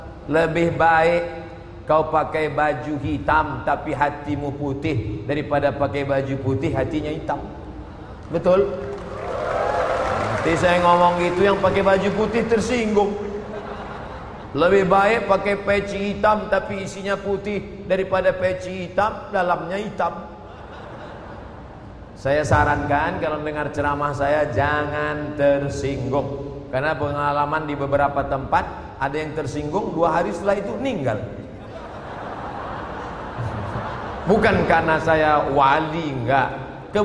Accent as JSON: {"language": "Indonesian", "region": "Riau", "country": "Indonesia", "said": "Saya dari Riau, sampai."}